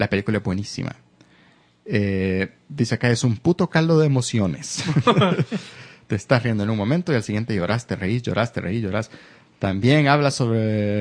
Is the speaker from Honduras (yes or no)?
yes; Honduras; Ah, por cierto, soy hondureño.